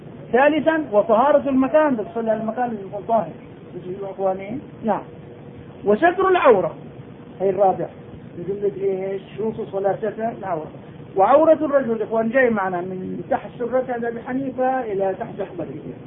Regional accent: Nablus, West Bank, Palestine; إن شاء الله أنا نابلسي

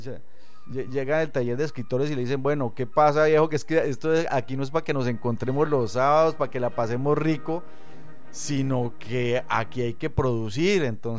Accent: Bogotá, Colombia; also born or lived in Cartagena; yo soy bogotano, yo nací en Bogotá, en Bogotá y en Cartagena estudié mi carrera.

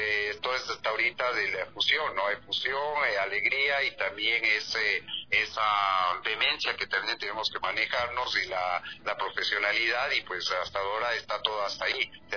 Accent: Ecuador; Realmente es un honor para mí como ecuatoriano, sabiendo muy bien que este país tiene esa riqueza cultural tan grande

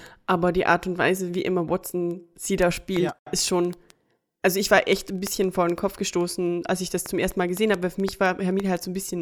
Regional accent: Austria; Auf jeden Fall gibt es bei uns in Österreich, vor allem in Tirol, obere Steiermark, Oberösterreich und Salzburg, den Brauch von Krampussen, also Perchten.

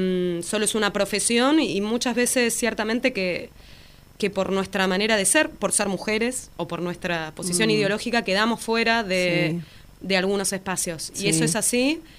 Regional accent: Buenos Aires, Argentina; si bien soy de Capital, vengo semanalmente a Lanús a dar clases en la Escuela de Música Popular de Lanús.

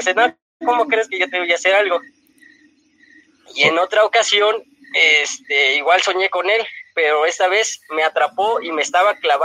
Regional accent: Ecatepec, State of Mexico, Mexico; Sí, soy de Ecatepec.

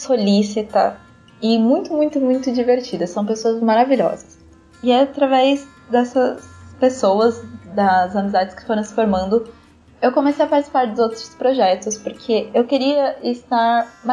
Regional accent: Mogi das Cruzes, São Paulo, Brazil; tenho 17 anos e sou de Mogi das Cruzes, São Paulo.

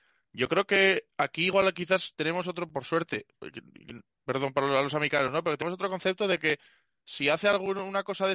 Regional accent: Bilbao, Basque Country, Spain; born there; yo que nací en Bilbao

